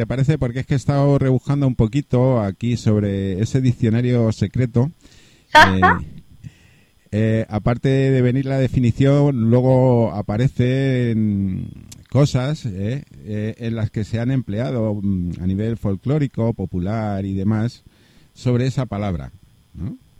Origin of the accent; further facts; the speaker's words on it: Spain; De hecho, estamos nosotros aquí en España y somos de España, o sea que...